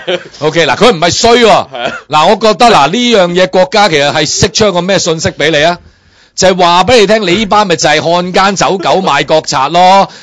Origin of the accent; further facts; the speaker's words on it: Hong Kong; 我哋以前我哋去日本或者我哋香港人